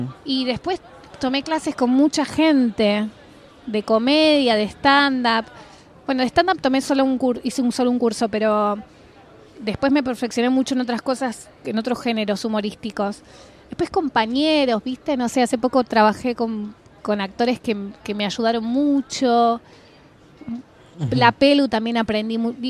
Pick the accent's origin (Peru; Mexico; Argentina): Argentina; Está claro que soy argentina, no sé hablar gallego, ¿viste? El dialecto.